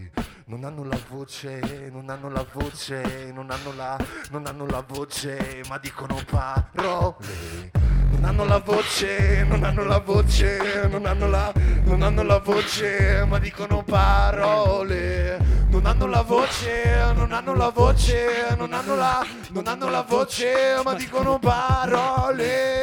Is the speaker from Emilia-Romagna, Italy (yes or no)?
yes; Bologna, Emilia-Romagna, Italy; Vi invitiamo tutti il 18 giugno a Bologna, noi veniamo da Bologna